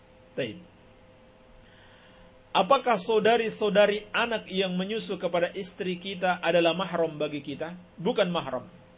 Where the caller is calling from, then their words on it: Bima, West Nusa Tenggara, Indonesia; Saya dari Kota Bima, Pak Ustaz. Saya mau menanyakan, di sekitar kampung kita ini, kala ada upacara maulid